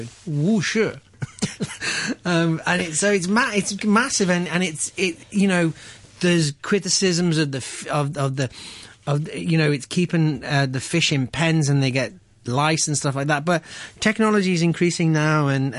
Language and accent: English; Liverpool, North West England, United Kingdom; I'm from Liverpool, so it's more of a cold, wet weather dish.